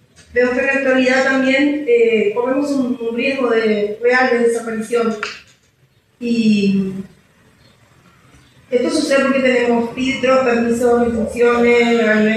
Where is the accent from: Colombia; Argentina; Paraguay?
Paraguay; born there; yo soy nacida en Paraguay